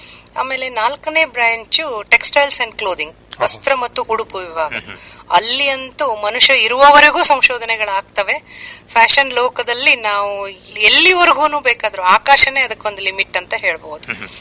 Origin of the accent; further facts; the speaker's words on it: Hangal, Karnataka, India; ಮೂಲತಃ ನಾವು ಹಾವೇರಿ ಜಿಲ್ಲೆಯ ಹಾನಗಲ್ ತಾಲೂಕಿನವರು.